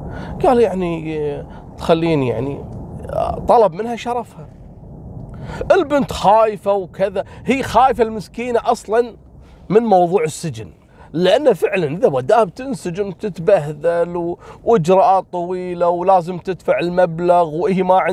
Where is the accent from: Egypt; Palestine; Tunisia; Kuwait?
Kuwait; القصة هذه حصلت عندنا في الكويت عام 2019